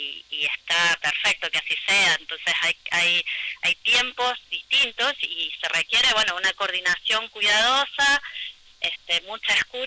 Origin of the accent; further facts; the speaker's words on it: Mina Clavero, Córdoba, Argentina; Sí, yo soy criada en Mina Clavero y actualmente visitante permanente de Nono.